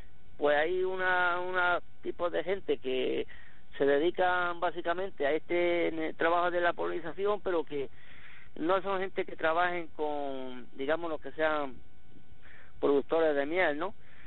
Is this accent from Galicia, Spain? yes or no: no; Berja, Andalusia, Spain; nosotros somos de Berja, nosotros somos una familia que vamos por la tercera generación trabajando en esto.